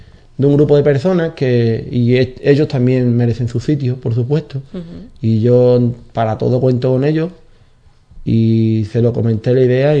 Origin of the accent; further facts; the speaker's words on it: Cádiz, Andalusia, Spain; somos de esta tierra, somos de Cádiz, somos andaluces